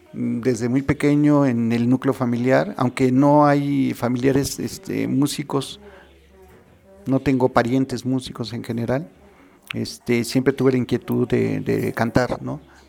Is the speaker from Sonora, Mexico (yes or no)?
no; Mexico City, Mexico; now in Amecameca, Mexico; sí, soy originario de la Ciudad de México, pero actualmente vivo acá en Namecameca, Estado de México, aquí cerca de los volcanes, al pie de los volcanes.